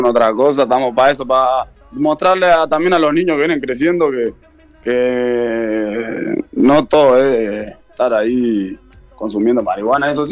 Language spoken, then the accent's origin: Spanish; Montevideo, Uruguay; Siempre. Toda la vida me crié ahí y está. Y en mi barrio, o sea, sí, es lo que represento.